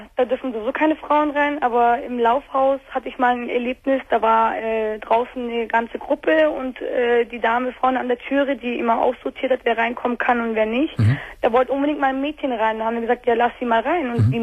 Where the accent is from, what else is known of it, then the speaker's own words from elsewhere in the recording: Turkey; ich bin auch Türkin.